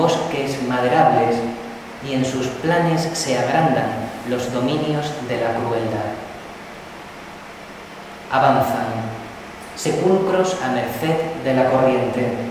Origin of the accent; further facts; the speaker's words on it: Cáceres, Extremadura, Spain; born there; Yo nací allí, en Cáceres